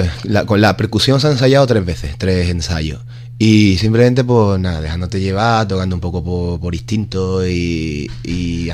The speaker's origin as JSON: {"language": "Spanish", "town": "Ubrique", "region": "Andalusia", "country": "Spain", "moved": "yes", "lives_now": "Bristol, United Kingdom", "said": "En Bristol somos 7 tíos de Ubrique."}